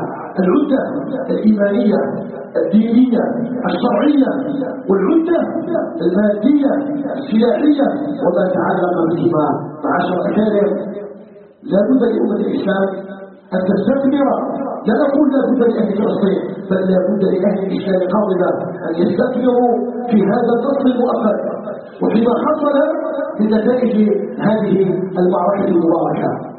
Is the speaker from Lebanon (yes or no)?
no; Algeria; اللهم اجعل بلدنا الجزائر بلداً آمناً مطمئناً وسائر بلاد المسلمين.